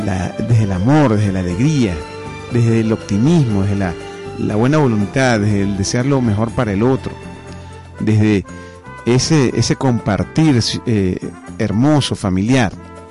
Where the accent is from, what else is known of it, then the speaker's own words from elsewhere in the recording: Venezuela; no hay otro gentilicio tan maravilloso como el nuestro, como el venezolano